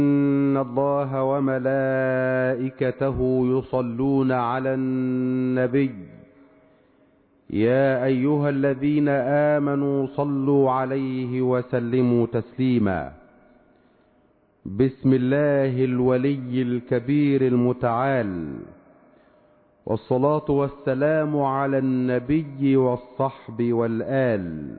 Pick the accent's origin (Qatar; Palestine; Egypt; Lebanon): Egypt; اللهم اجعل بلدنا مصر واحة للأمن والأمان والسلم والسلام